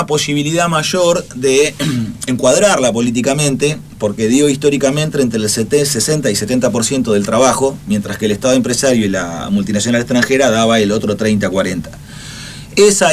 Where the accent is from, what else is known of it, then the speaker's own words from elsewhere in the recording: Argentina; a los que somos profundamente argentinos